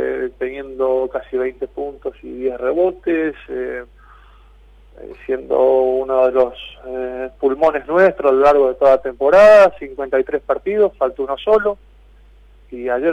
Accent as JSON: {"language": "Spanish", "country": "Italy", "second_language": "Spanish", "moved": "yes", "said": "Y sí, en 2006 vine de Italia."}